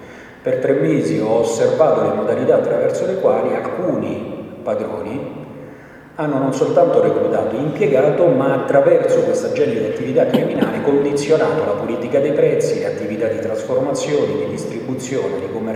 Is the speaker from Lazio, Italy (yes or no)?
yes; Lazio, Italy; Io vengo dalla provincia di Latina, che è un territorio che almeno fino a qualche anno fa veniva considerato libero dalle mafie.